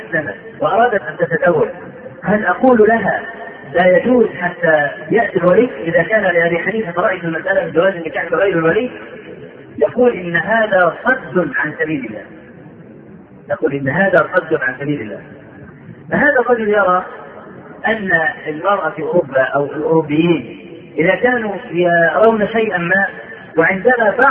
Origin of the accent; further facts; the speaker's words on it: Egypt; عندنا في مصر